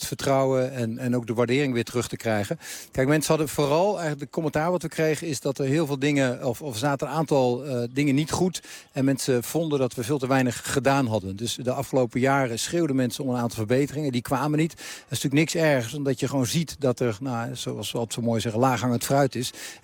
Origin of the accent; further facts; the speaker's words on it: Haarlem, North Holland, Netherlands; Ja, dat klopt. Ik ben een man uit Haarlem.